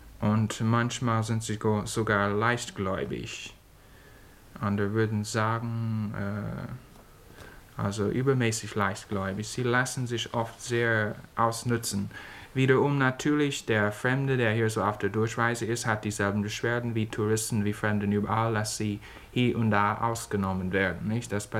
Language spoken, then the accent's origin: German; United States; German is a second language; als Amerikaner gesehen, man muss das immer wieder bewundern.